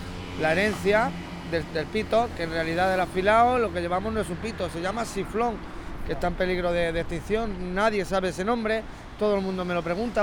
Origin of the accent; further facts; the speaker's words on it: Talavera de la Reina, Castilla-La Mancha, Spain; born there; soy afilador desde que tenía 12 años, tengo ya 31, 5 hijos, nací en Toledo, en Talavera de la Reina